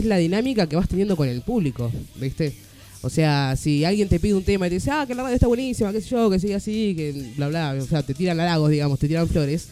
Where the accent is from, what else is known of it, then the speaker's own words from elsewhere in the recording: Adolfo Gonzales Chaves, Buenos Aires, Argentina; yo soy de Adolfo González Chávez, provincia de Buenos Aires.